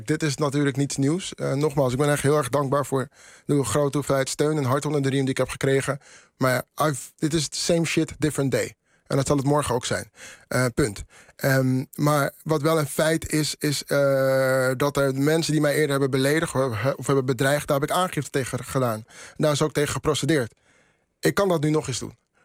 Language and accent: Dutch; Netherlands; Ik ben ook een Nederlander. Al kan je me niet op mijn blauwe ogen geloven, maar eerder op mijn dreadlocks. Mm. Ik ben ook een Nederlander.